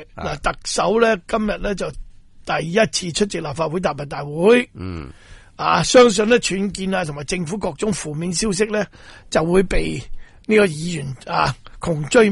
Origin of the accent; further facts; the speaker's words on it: Singapore; 我企本嚟喺新加坡嚟噶，我新加坡人嚟噶